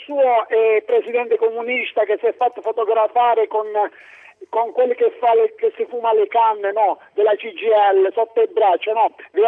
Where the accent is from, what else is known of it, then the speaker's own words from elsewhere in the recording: Abruzzo, Italy; io da abruzzese, forte e gentile